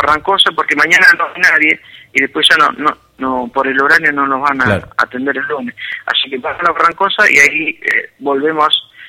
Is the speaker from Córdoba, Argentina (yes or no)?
no; Bahía Blanca, Buenos Aires Province, Argentina; Somos de Bahía Blanca, somos 7 los integrantes y bueno, recorremos todo el país